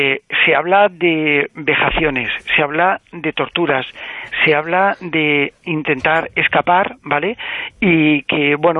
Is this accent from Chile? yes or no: no; Alicante, Valencian Community, Spain; que yo soy de Alicante y mi familia, por parte de padre, viene de esa ciudad, de Albatera.